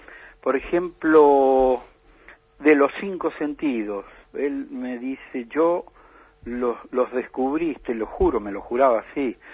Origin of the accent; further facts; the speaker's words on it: Luján de Cuyo, Mendoza, Argentina; born there; nacimos en Luján de Cuyo, ahí en una doble manzana que está cerca de la canchita de Luján